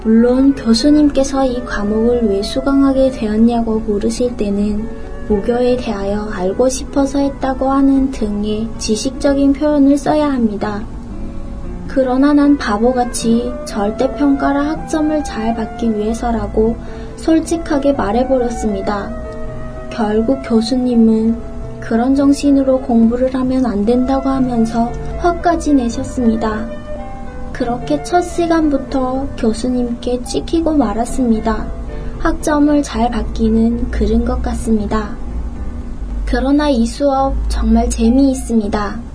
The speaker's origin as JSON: {"language": "Korean", "country": "North Korea", "tie": "born or raised there", "moved": "yes", "said": "내 고향 이북에서는 이와 같이 무당의 힘을 빌려 구슬한다는 것을 상상할 수 있을까요?"}